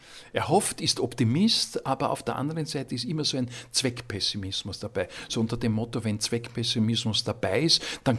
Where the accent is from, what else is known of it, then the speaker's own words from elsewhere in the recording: Vienna, Austria; born there; bin gebürtiger Wiener und liebe diese Musik.